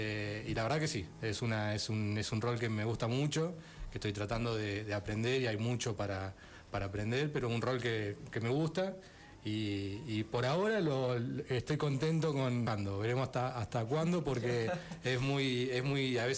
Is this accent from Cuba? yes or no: no; Merlo, Buenos Aires Province, Argentina; born there; Yo soy nacido en Merlo. Siempre digo que nací a una cuadra y media del club